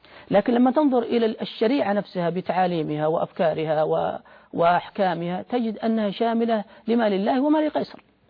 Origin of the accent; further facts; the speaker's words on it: Saudi Arabia; يعني بمعنى عندنا في السعودية الآن يقول أنه ليبرالي